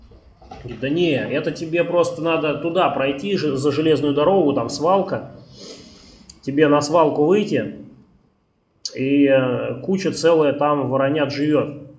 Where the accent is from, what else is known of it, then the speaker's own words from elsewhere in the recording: Moscow, Russia; Ну, я из Москвы, не очень приятно.